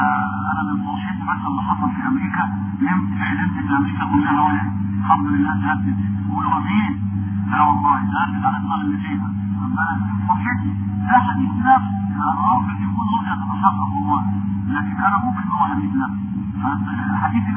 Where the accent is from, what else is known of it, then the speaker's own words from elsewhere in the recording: Egypt; وخاصة أنا أقول في بلدنا مصر